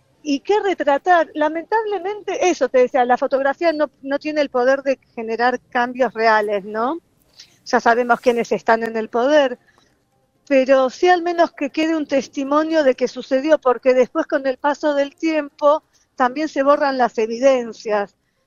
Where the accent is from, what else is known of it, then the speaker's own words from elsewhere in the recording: Argentina; sí soy inmigrante, me reconozco como inmigrante, aunque crecí toda la vida en Argentina. Pero bueno, sé que hay una parte mía que viene de otro lado, ¿no?